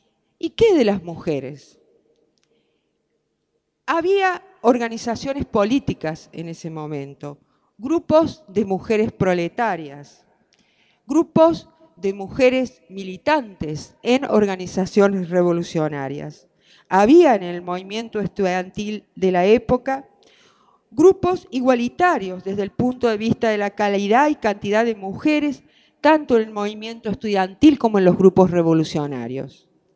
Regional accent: Córdoba, Argentina; se habrán dado cuenta que soy cordobesa

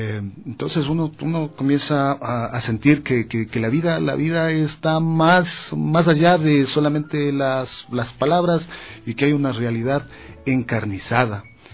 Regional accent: Yaruquí, Pichincha, Ecuador; born there; Yo tengo que decirles que nací en Yaruquí, o sea, soy de una parroquia rural de Quito.

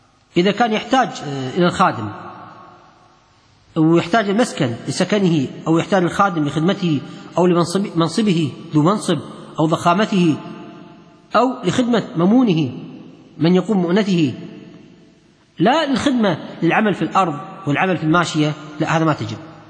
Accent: Kuwait; كان في شخص عندنا في الكويت

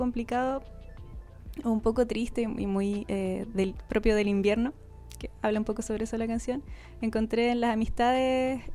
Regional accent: Quilpué, Valparaíso, Chile; now in Valparaíso, Chile; Mitad Quilpué, mitad Valparaíso, porque como la adolescencia la pasé en Quilpué y después me vine a Valpo, estuve como 2 años creo viviendo en Valparaíso y ahora volví y me fui a vivir al cerro, a Quilpué, al cerro, un lugar muy hermoso con muchos árboles.

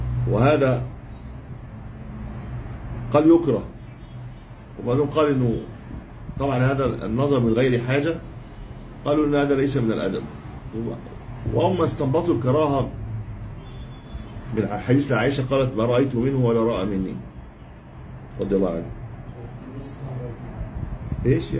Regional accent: Egypt; عندنا في مصر في مشكله

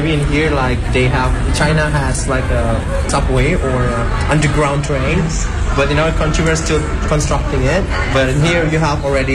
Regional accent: Thailand; I'm from Thailand.

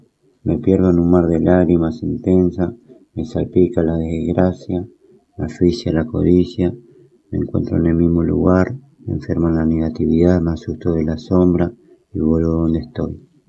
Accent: Fuerte Apache, Buenos Aires Province, Argentina; Soy escritor, soy de Fortapacha.

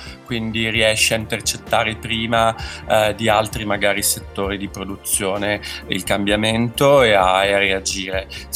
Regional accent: Veneto, Italy; now in Milan, Italy; No, io sono veneto, però ho studiato filosofia a Pavia, quindi diciamo vivo a Milano veramente da moltissimi anni.

